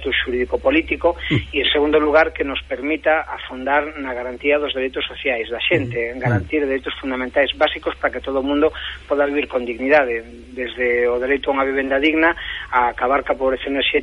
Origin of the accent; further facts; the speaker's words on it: Galicia, Spain; porque nos como galegos tamén temos interese en que nese debate se nos teña en conta, non?